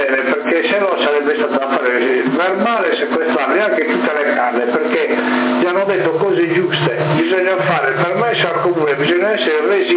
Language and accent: Italian; Sassari, Sardinia, Italy; lui sì, io sono di Sassa